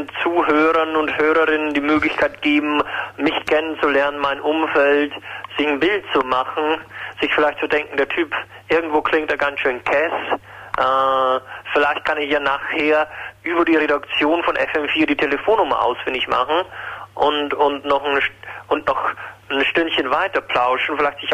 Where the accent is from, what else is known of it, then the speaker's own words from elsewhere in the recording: Krefeld, North Rhine-Westphalia, Germany; moved away as an adult; now in Vienna, Austria; Ja, ich komme aus Krefeld, wie ich schon sagte